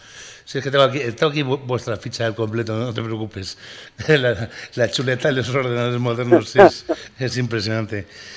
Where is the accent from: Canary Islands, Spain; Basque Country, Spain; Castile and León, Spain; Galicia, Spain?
Castile and León, Spain; Valladolid; como dicen en mi tierra en Valladolid, sarna con gusto no pica